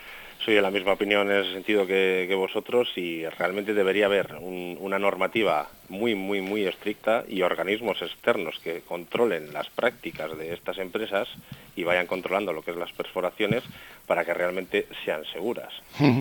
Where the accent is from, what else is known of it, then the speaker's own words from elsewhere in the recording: Reinosa, Cantabria, Spain; somos los ciudadanos de Reynosa los que vamos a vivir en estas zonas